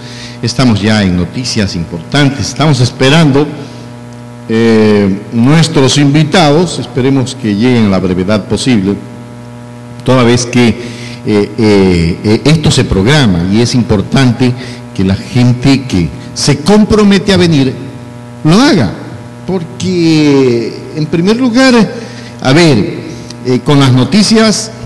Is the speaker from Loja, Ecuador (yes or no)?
no; Manabí, Ecuador; Nosotros somos montubios por tradición, somos los montubios de Choni, somos los montubios de la zona norte de Manabí.